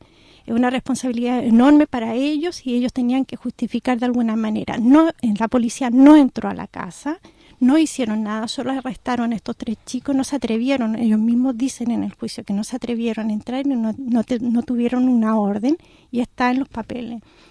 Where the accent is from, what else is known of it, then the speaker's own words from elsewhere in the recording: Chile; si tú piensas que somos extranjeros, que somos chilenos